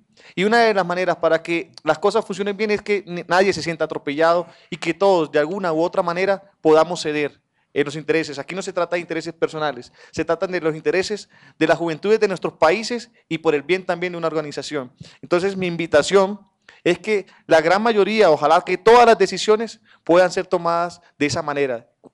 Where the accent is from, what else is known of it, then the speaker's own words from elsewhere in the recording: Colombia; de Colombia. Sí, sí. Primero que todo, darle las gracias y por estar hoy entre ayer y hoy en mi país. Sean ustedes bienvenidos. Para nosotros en Colombia